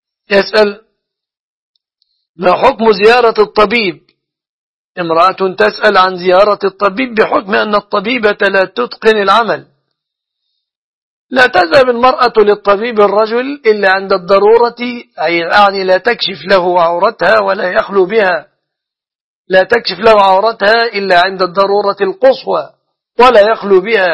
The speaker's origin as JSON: {"language": "Arabic", "country": "Egypt", "said": "فالصداق في بلادنا مصر يتمثل في غالب الأحوال في أمور ثلاث"}